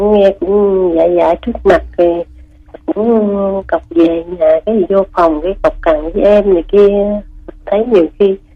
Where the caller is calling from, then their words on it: Ho Chi Minh City, Vietnam; Chị gọi từ quận 12.